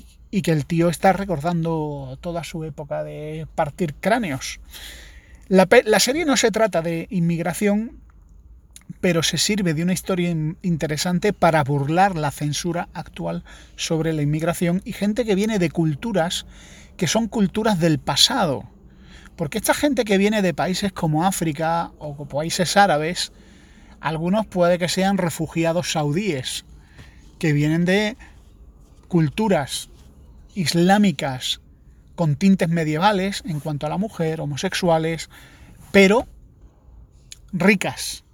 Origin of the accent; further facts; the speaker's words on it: Andalusia, Spain; son más madrileños que yo, que soy andaluz.